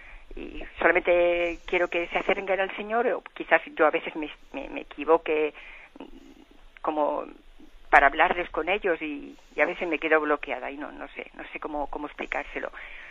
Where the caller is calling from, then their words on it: Balearic Islands, Spain; de Mallorca.